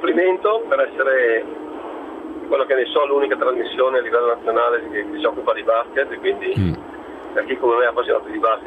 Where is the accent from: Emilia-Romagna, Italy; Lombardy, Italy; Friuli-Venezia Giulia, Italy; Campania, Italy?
Lombardy, Italy; Cremona; Io sono di Cremona